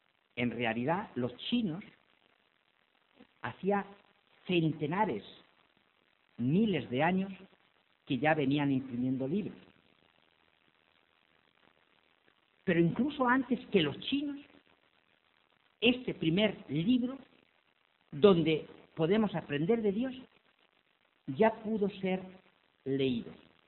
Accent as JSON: {"language": "Spanish", "country": "Spain", "said": "ya que como españoles, si medimos nuestros hábitos de lectura con los países de nuestro entorno más inmediato"}